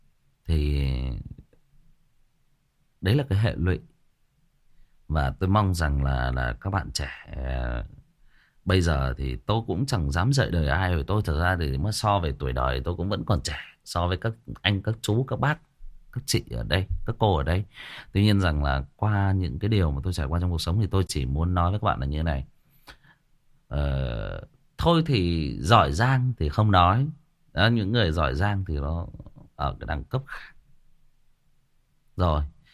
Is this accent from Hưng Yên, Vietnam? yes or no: yes; Hưng Yên, Vietnam; Quê tôi cũng Hưng Yên bạn ơi. Quê tôi cũng Hưng Yên. Và tôi đang kể cái câu chuyện về quê tôi ở một cái làng nào đó ở quê tôi.